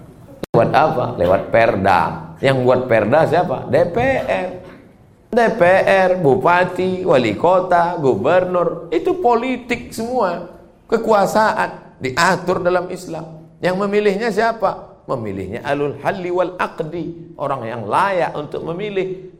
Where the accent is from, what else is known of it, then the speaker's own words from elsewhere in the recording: Riau, Indonesia; Saya dari Riau.